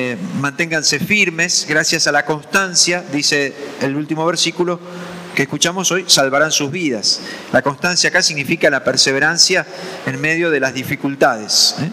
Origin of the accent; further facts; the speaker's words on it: Argentina; otra vez como argentinos estamos envueltos en una crisis